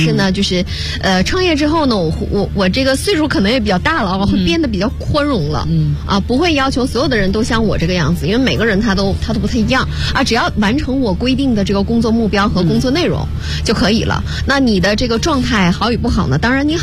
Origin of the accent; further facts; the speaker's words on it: Northeast China, China; 因为我是东北人，黑土地就很玄妙，就你一旦触到了那片黑土，你所有的力量又回归了啊